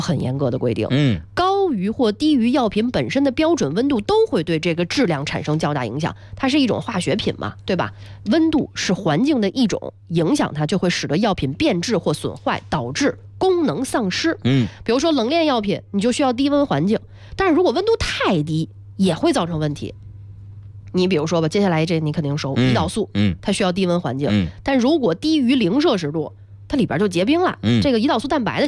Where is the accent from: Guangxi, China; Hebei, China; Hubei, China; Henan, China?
Hebei, China; Shijiazhuang; 我家乡是石家庄的，你每次都给我记成张家口。